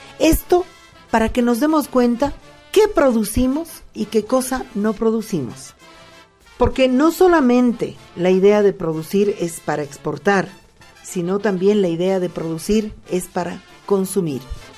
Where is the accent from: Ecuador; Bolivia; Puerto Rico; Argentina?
Bolivia; que nos preguntemos como bolivianos y como bolivianas